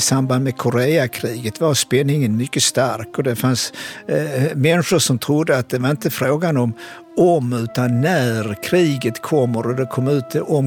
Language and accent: Swedish; Malmö, Skåne, Sweden; den antikommunistiska stämningen eller antisovjetiska stämningen i Sverige eller i Malmö där jag växte upp